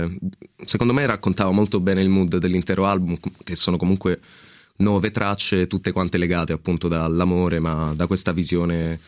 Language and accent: Italian; Sicily, Italy; Sì, un po' si sente, dai.